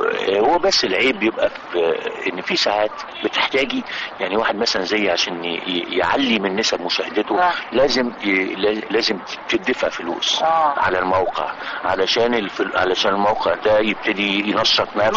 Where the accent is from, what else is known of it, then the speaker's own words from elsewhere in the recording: Egypt; احنا عندنا الداونلود في مصر ببلاش